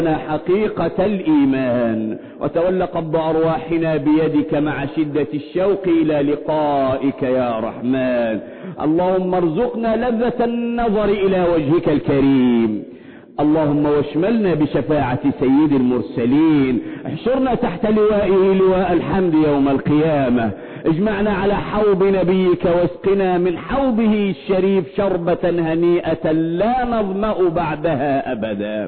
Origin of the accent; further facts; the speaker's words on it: Egypt; اللهم احفظ بلدنا مصر من كل مكروه وسوء